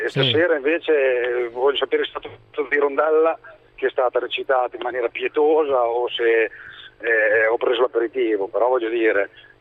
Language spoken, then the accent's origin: Italian; Modena, Emilia-Romagna, Italy; Mica da modenese noi siamo abbastanza...